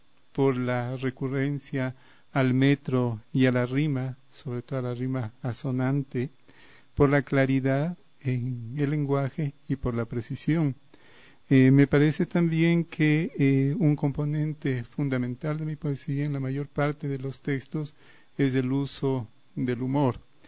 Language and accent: Spanish; Riobamba, Chimborazo, Ecuador; born there; also born or lived in Quito / Spain; yo nací en Riobamba hace como 55 años. Estudié luego acá en la ciudad de Quito